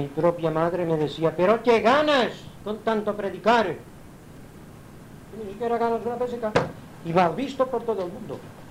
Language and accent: Spanish; Palma, Balearic Islands, Spain; also born or lived in Inca; Yo nací en Inca. Me bajaron a Palma que yo tenía 2 o 3 años de edad.